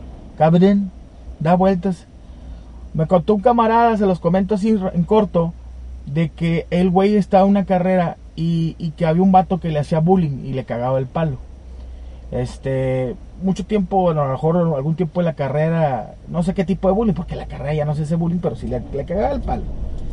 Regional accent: Monterrey, Nuevo León, Mexico; Es que soy acá de Monterrey, güey, aquí está lloviendo y luego hace frío y luego hace calor

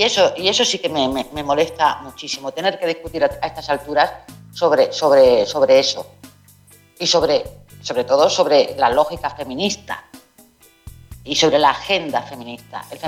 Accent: Rif, Morocco; Cuando yo vengo del RIF, que está a 200 kilómetros de España y no nos conocen

